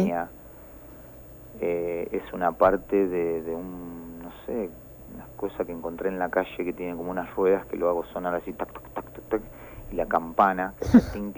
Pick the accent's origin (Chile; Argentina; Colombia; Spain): Argentina; Somos argentinos, ¿no?